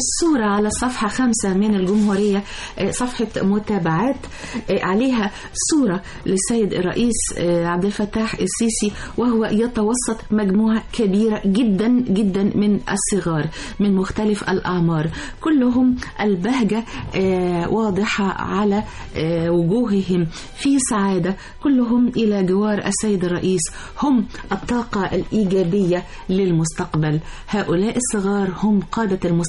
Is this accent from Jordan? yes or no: no; Egypt; ونقول لهم احنا مصريين شئتم ام ابيتم حنبني بلدنا وحنستمر في مسيرتنا